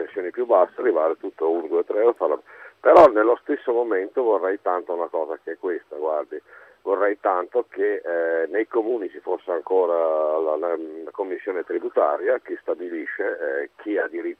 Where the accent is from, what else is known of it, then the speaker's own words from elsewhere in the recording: Brescia, Lombardy, Italy; Io sono un dipendente, sono di Brescia